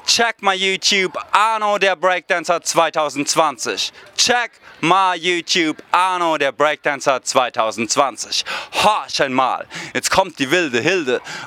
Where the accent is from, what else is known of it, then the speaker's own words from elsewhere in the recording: Mannheim, Baden-Württemberg, Germany; born there; now in Berlin, Germany; Und ich komme aus Berlin, berufstätig, und bin in Mannheim allerdings geboren.